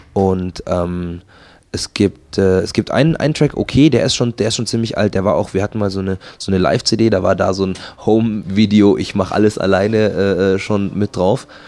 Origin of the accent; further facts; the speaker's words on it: Markt Schwaben, Bavaria, Germany; ich bin halt aufgewachsen in Marktschwaben. Das ist ein sehr netter Vorort von München, wo, ich sag mal, der Block ganz nah am Rheinhaus liegt.